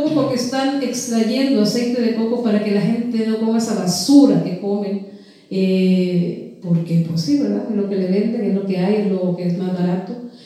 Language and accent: Spanish; Honduras; Y es un pueblo libertario que sigue luchando en Honduras. Y de allí, de donde yo vengo, ese país